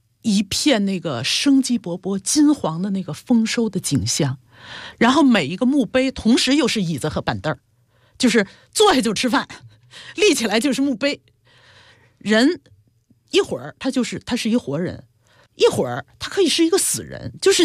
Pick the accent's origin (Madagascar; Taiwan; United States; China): China; 但是我们中国人都会觉得哦，它科技特别厉害